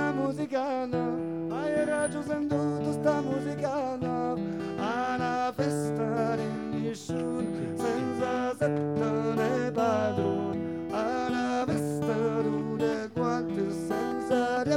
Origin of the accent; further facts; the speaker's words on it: Grumo Nevano, Campania, Italy; accent: Grumo Nevano; Mi permetto di correggere con la mia pronuncia del cazzo di Grumolevano.